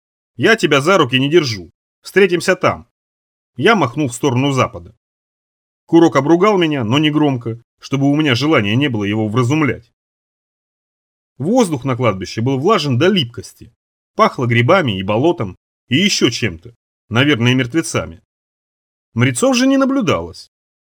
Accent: Rybinsk, Yaroslavl Oblast, Russia; born there; Вот у нас, ну, там, где я родился, в Рыбинске почти, там совсем по-другому все, не так.

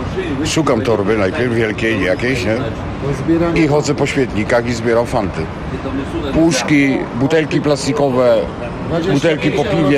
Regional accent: Poznań, Greater Poland Voivodeship, Poland; moved away as an adult; Ja jestem z Poznania. No wszystko mi się w Polsce utraciło, nie?

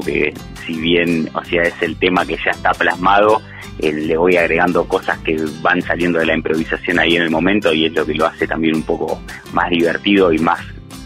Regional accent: Buenos Aires, Argentina; now in Huerta Grande, Argentina; Valle de Punilla, de Huerta Grande, mejor dicho, bueno, que vengo de Buenos Aires en 2016

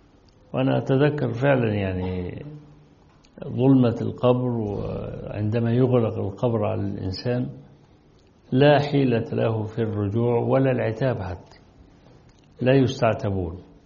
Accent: Egypt; وصل حتى إلى الإسكندرية عندنا في مصر

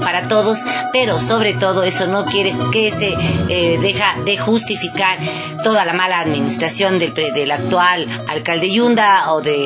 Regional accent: Quito, Pichincha, Ecuador; quienes somos quiteños y quienes habitan en esta carita de Dios, en este Quito Luz de América.

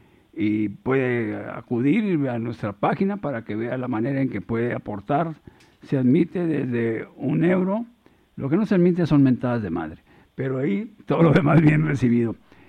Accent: Mexico; now in Spain; yo soy mexicano, vienen gente de otros países, jóvenes, no es mi caso, yo tengo 76 años

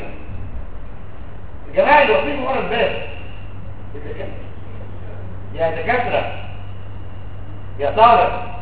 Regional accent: Egypt; دول اكثر اثنين بيستخدموا عندنا في مصر.

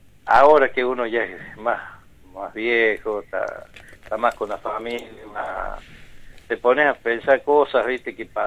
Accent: Unquillo, Córdoba, Argentina; yo me crié acá en Unquillo, en la casa del niño del padre Aguilera.

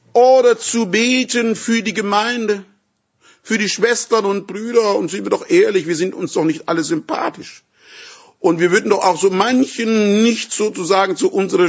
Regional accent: Würzburg, Bavaria, Germany; born there; So wie ich über in Würzburg, in meiner Geburtsstadt, über die alte Mainbrücke gehen kann

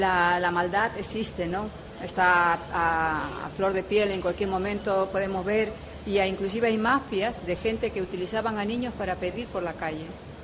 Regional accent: Peru; fueron los primeros que ayudaron a Perú para salir adelante. Y puedo decir que mi tierra está económicamente muy, muy bien en estos momentos.

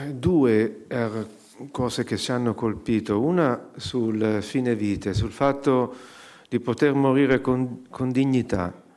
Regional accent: Arezzo, Tuscany, Italy; io sono originario di Arezzo

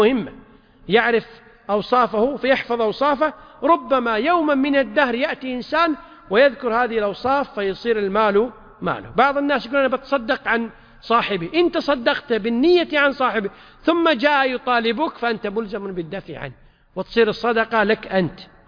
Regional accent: Kuwait; وعندنا في الكويت

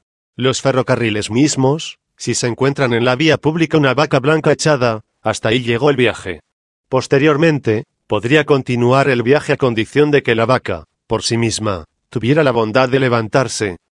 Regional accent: Mexico; yo no soy yucateco, yo soy un humilde habitante de Cotija, Michoacán. Pero no debemos desconocer que en la tierra yucateca tenemos nosotros, los mexicanos, muchas tradiciones.

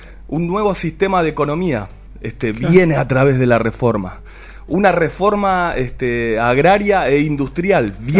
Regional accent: Quilmes, Buenos Aires Province, Argentina; no sé cómo será en otro lado, yo soy de Quilmes.

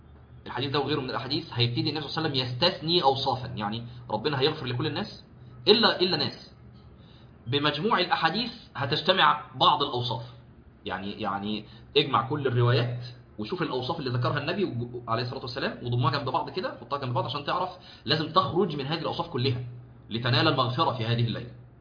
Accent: Egypt; فاحنا اظن هو السبت عندنا في مصر

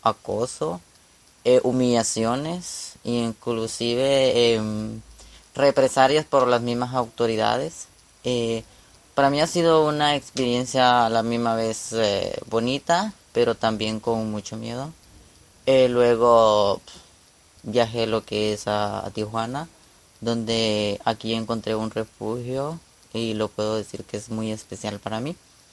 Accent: Honduras; tengo 24 años y soy hondureña. Salí el 20 de enero en lo que es en una caravana que se formó en Honduras, donde veníamos muchos compatriotas y hermanos centroamericanos.

